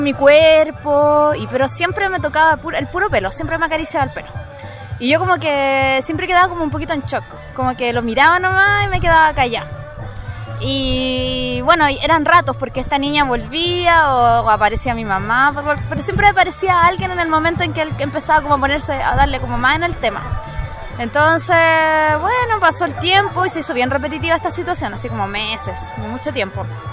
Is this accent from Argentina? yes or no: no; Rancagua, O'Higgins, Chile; yo soy de Rancagua. Y en la casa donde yo vivía cuando era chica, como hace los 12, 13 años